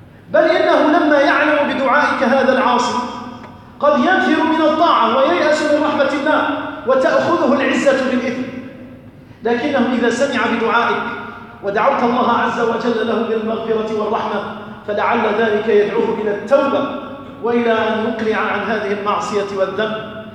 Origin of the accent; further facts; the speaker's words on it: Algeria; اللهم احفظ بلدنا الجزائر، اللهم أمن بلدنا الجزائر